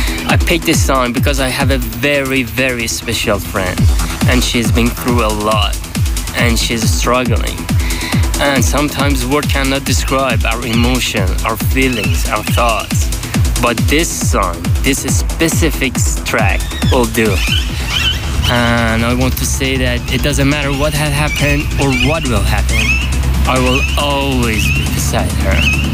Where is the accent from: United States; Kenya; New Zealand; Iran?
Iran; Tehran, Tehran Province; English is a second language; from Tehran.